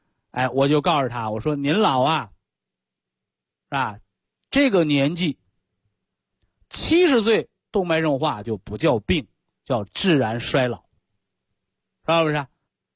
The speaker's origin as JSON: {"language": "Chinese", "region": "northern China", "country": "China", "accent": "Northern Chinese", "said": "这是我们北方土话"}